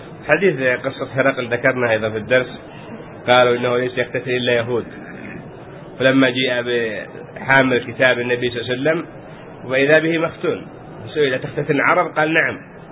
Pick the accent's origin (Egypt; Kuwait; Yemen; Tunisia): Yemen; عندنا في اليمن يعني حال الناس قبل كانوا يختنون بعد ما يكبر